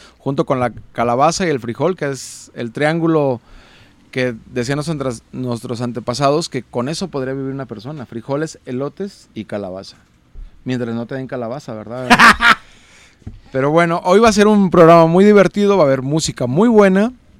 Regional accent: Mexico; un saludo por cierto a toda la gente de San Antonio Juanacaxle, mi tierra querida, mi rancho.

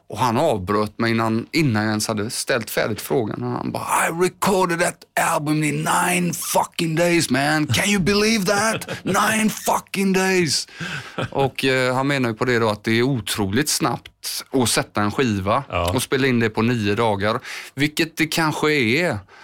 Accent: Landvetter, Västra Götaland County, Sweden; Och det var ju liksom i Landvetter där jag är uppvuxen

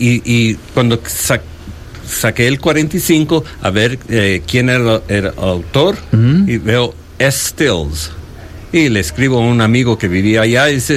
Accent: El Salvador; No, dile que soy de El Salvador.

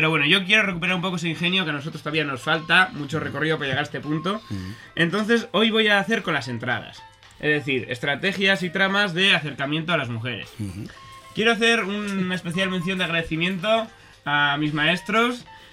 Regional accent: Basque Country, Spain; como los vascos se nos da esto también, ¿verdad?

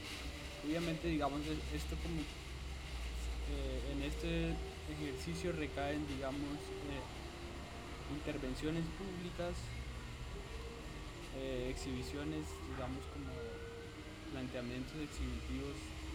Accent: Cali, Valle del Cauca, Colombia; soy un artista de Cali, de 28 años.

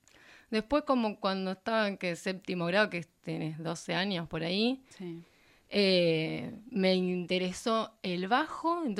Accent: Azul, Buenos Aires Province, Argentina; now in La Plata, Argentina; hace casi 16 años que vivo acá. Así que hace mucho que vivo acá en La Plata, me encanta. Pero bueno, Azul es de donde soy.

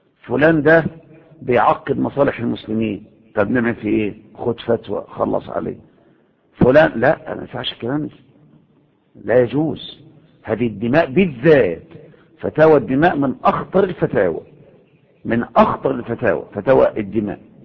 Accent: Egypt; يعني هو تفكر ان المظاهرات اللي عندنا في مصر دي مظاهرات سلميه؟

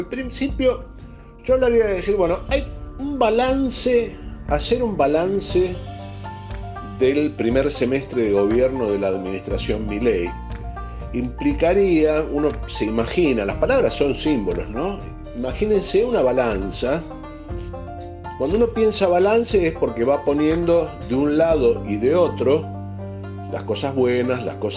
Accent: Argentina; Esa es la parte de la realidad que tenemos que ver como argentinos

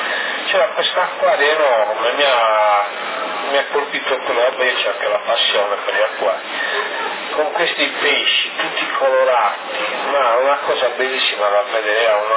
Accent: Sardinia, Italy; mi ha detto ma tu sei sardo? E ho detto sì.

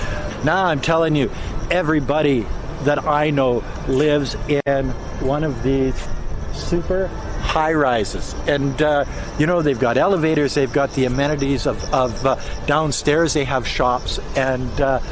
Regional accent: Canada; now in China; I'm a Canadian that's been living in China for going on 18 years now.

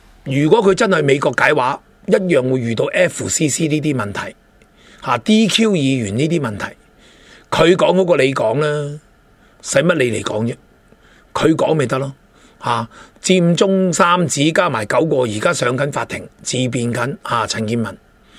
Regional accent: Hong Kong; 我哋香港人真正得一本嘅护照

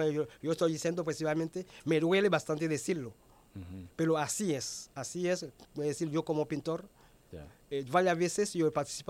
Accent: Haiti; Spanish is a second language; now in Venezuela; Mi papá me dijo que tenía que salir de Haití. Y yo vine para Venezuela.

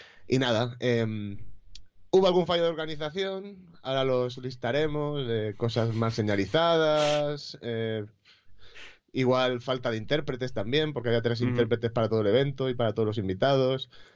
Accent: Orihuela, Valencian Community, Spain; yo soy de Orihuela, que más o menos somos alicantinos, pero murcianos de corazón

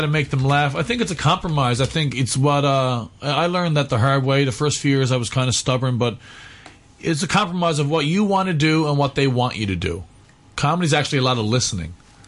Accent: Newfoundland and Labrador, Canada; I'm from Newfoundland, Canada, and there was no comedy in my hometown, no stand-up at all.

